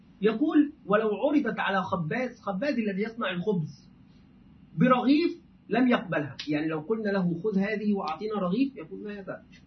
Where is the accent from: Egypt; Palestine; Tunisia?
Egypt; دائما نحن كمصريين نقول ده بدل هذا، في العامية نقول ده